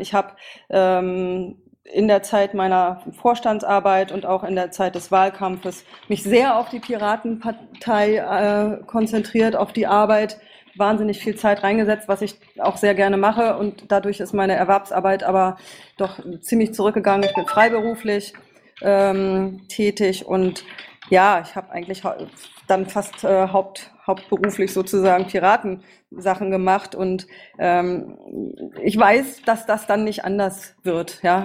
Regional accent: Berlin, Germany; Zu mir, ich komme aus Berlin

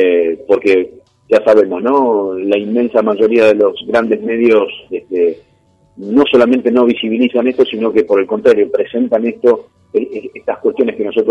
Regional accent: Argentina; para entonces nosotros como argentinos y argentinas, entre comillas, muy entre comillas, de manera soberana, decidir qué hacer con el litio.

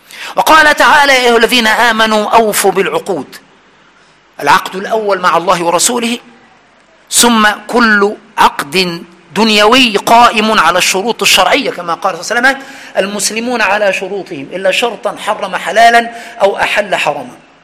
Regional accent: Egypt; عندنا في مصر يقول ده

